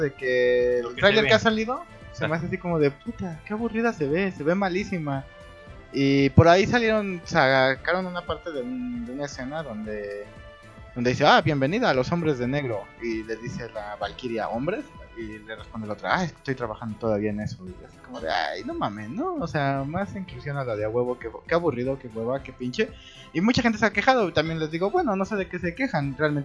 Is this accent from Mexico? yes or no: yes; Mexico; para que uno como geek mexicano se emocione